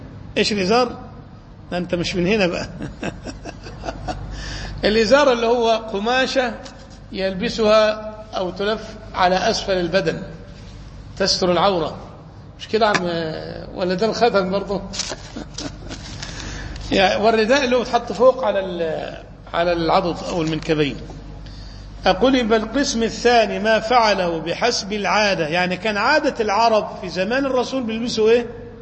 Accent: Cairo, Cairo Governorate, Egypt; عندنا في القاهرة الناس مش من عادتهم يلبسوا العمامة

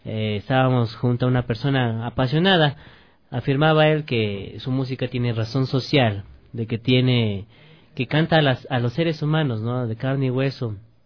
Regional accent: Ecuador; nos enorgullecía como ecuatorianos que una ecuatoriana forme parte de una agrupación de corte internacional

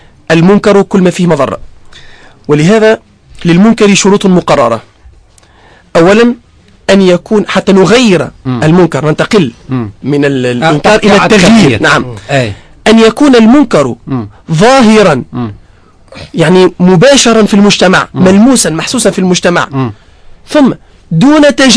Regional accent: Tunisia; أنا كمواطن تونسي ليست لي أي سلطة أو أي صلاحيات

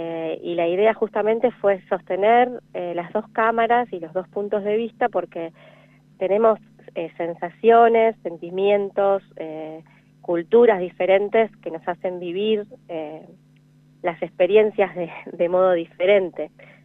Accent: Argentina; como argentinos a veces tenemos otras experiencias

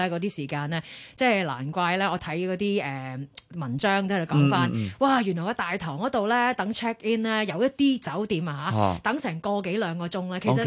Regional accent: Hong Kong Island, Hong Kong; 我係港島人。

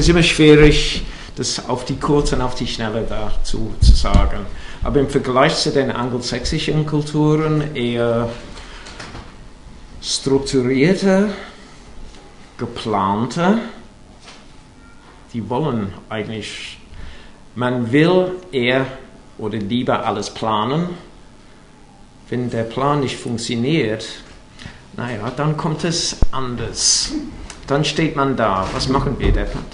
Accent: England, United Kingdom; German is a second language; also born or lived in Germany; Ich bin Engländer

